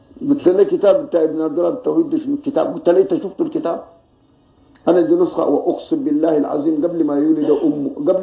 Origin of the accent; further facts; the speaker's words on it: Sudan; واحد يجي يدرسوها عندنا في السودان